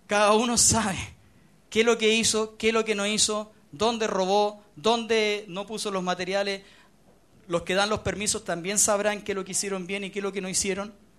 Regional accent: Chile; Pero nosotros, en general, como chilenos además somos malos para leer

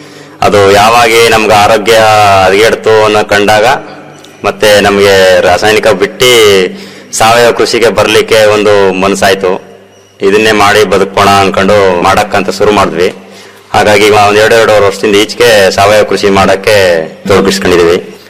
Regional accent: Mandanahalli, Karnataka, India; ನಮ್ಮ ಊರ್ಲೇ ನಮ್ಮ ಮಂಡನಹಳ್ಳಿ ಗ್ರಾಮದಲ್ಲಿ

